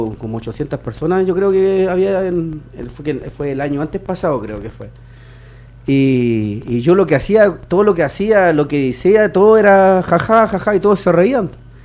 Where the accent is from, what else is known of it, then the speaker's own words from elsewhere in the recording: La Florida, Santiago Metropolitan Region, Chile; Yo soy de la Florida y en la Florida yo nunca he estado en nada.